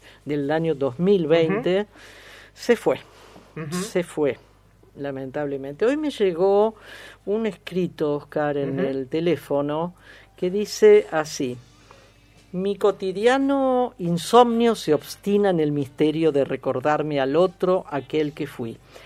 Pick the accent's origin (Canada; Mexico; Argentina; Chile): Argentina; cuando preguntaba de dónde sos, Argentina